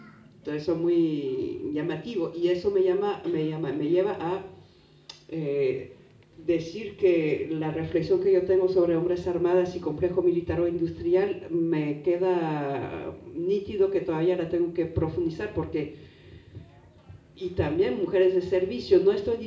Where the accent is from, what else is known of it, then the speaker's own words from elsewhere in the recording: France; Spanish is a second language; sobre todo como francesa, que tenemos uno de los complejos militar o industriales más bestiales del planeta